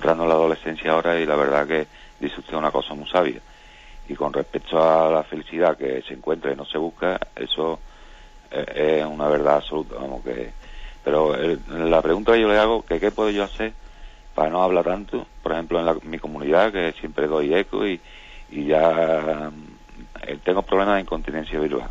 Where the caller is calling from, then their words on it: Seville, Andalusia, Spain; Buenos días … de Sevilla.